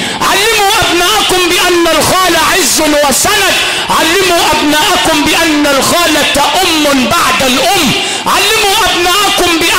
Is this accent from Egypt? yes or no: yes; Sharqia Governorate, Egypt; تمشي تاني تلاقي واحد كاتب عندنا في الشرقية وعندكم في الغربية المنزل للبيع لسوء الجوار